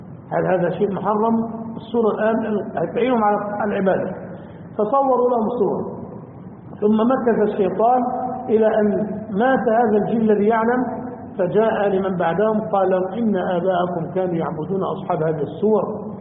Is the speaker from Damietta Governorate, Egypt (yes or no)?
yes; Damietta, Damietta Governorate, Egypt; أو يعمل خشب زي عندنا في دمياط مثلا